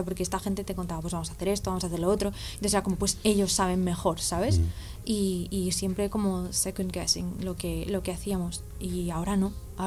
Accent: Rivas-Vaciamadrid, Community of Madrid, Spain; soy de Rivas

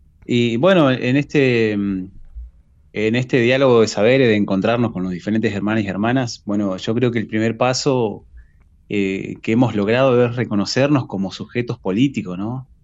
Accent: Maquinchao, Río Negro, Argentina; yo soy de Maquinchao, de la provincia de Río Negro. Estoy a más de 1000 kilómetros de Buenos Aires.

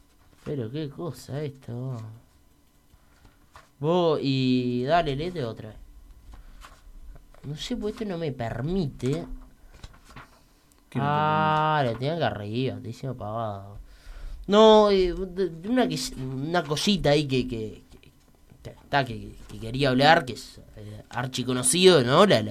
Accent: Uruguay; cómo somos también los uruguayos, ¿no?

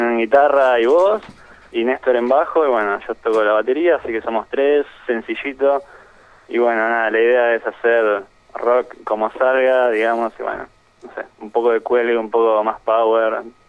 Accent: Buenos Aires Province, Argentina; un chico es de Bahía Blanca, y después Matías y yo somos de Zona Sur, pero bueno, ahora, qué sé yo, estamos digamos, en todo lo que es Capital, La Plata también.

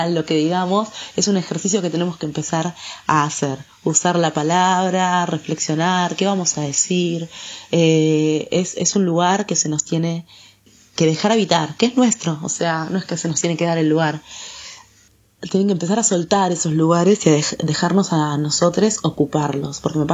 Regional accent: Argentina; Yo siempre como me preguntan, ¿vos de dónde sos? Yo soy de Argentina, ¿y vos?

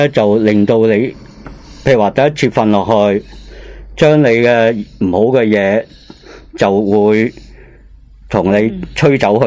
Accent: Hong Kong; 起码都唔会到我哋香港人啦。

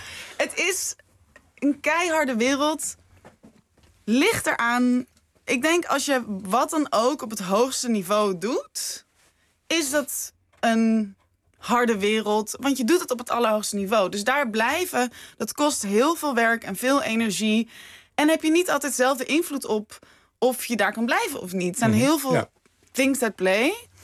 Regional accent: Wageningen, Gelderland, Netherlands; Ik kom uit Wageningen.

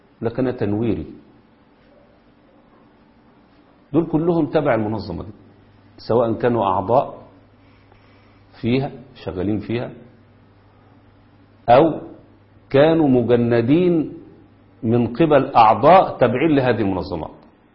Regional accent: Egypt; وهم اللي ماسكين الاعلام عندنا في مصر

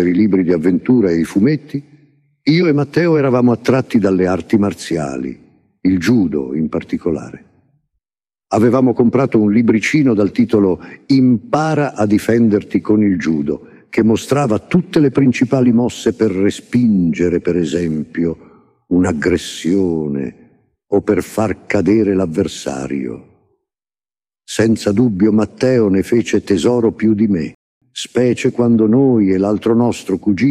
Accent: Southern Italy, Italy; accent: southern Italian; pensavamo che il nostro accento meridionale fosse un ostacolo che ci impediva di essere accettati a pieno titolo dai nostri concittadini del nord

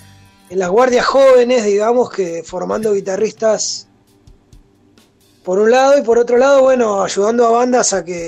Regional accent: El Calafate, Santa Cruz, Argentina; also born or lived in Río Gallegos; Yo soy sureño, ¿viste? Soy nacido en Río Gallegos. Criado una parte en el Calafate y otra parte aquí en...

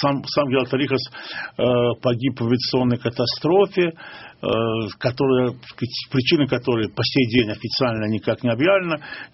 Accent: Baku, Azerbaijan; Ну, я же из Баку, а у нас большинство мужчин усатых.

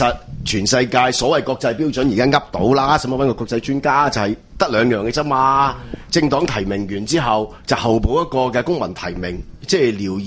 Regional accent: Hong Kong; 我哋香港人可以爭取幾多係贊成嘅。

